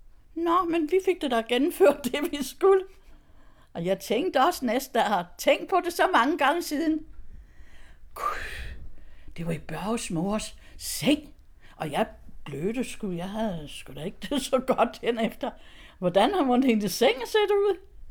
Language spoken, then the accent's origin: Danish; Støvring, Central Denmark Region, Denmark; Jeg er vokset op i Støvring ved Randers, og der er jeg både født og vokset op.